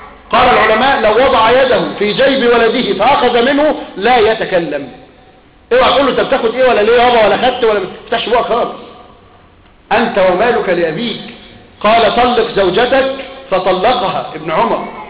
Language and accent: Arabic; Upper Egypt, Egypt; أنا من الصعيد ولا توجد هناك قبور شرعية